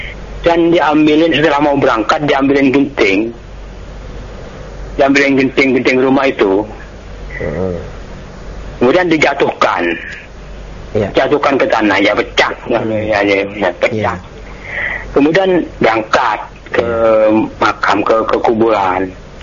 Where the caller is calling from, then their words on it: East Java, Indonesia; Dari Mayoya, Mas. Maaf, Ustaz. Di Madura.